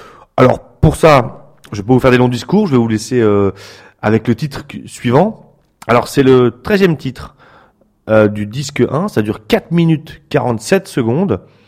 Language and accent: French; France; de la musique à ramener chez moi en France.